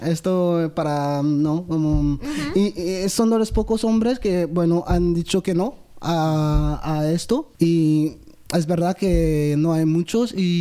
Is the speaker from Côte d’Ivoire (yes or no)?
yes; Côte d’Ivoire; Y claro, ahí pues yo soy de Costa de Marfil, Burkina Faso es justo al lado.